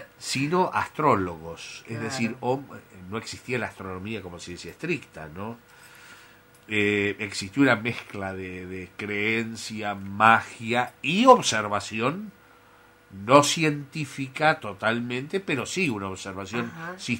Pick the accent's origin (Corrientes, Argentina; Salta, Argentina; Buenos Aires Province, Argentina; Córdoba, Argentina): Buenos Aires Province, Argentina; Azul; yo me acuerdo en Azul, en mi patria chica, cuando yo tenía 5, 6, 7 años